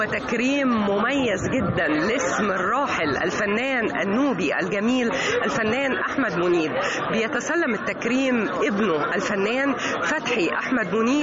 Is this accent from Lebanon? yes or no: no; Egypt; وكلنا تعلقنا بيه كمصريين وكعرب